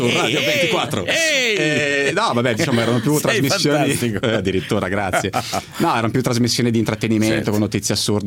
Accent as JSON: {"language": "Italian", "town": "Milan", "region": "Lombardy", "country": "Italy", "said": "Ho 32 anni e sono di Milano."}